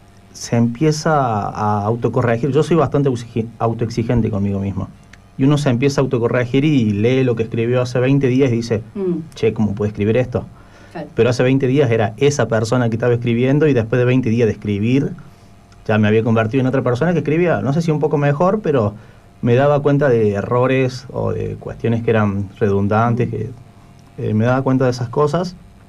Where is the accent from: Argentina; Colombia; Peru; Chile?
Argentina; Córdoba; yo soy de Córdoba, fui y visité a la familia